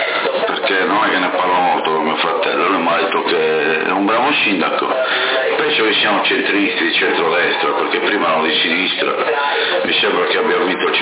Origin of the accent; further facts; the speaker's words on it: Porto Torres, Sardinia, Italy; now in Sassari, Italy; da cittadino portotorrese, perché io sono sempre un cittadino portotorrese, anche se abito a Sassari, sono nato e vissuto a Portotorrese